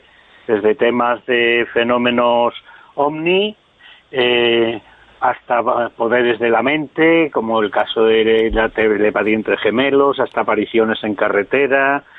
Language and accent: Spanish; Galicia, Spain; yo soy gallego